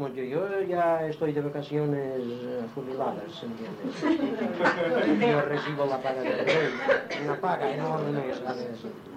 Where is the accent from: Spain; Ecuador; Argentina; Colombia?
Spain; Inca, Balearic Islands; born there; Yo hablo 2 idiomas, 3. El inquero, porque nací en Inca. El mallorquín.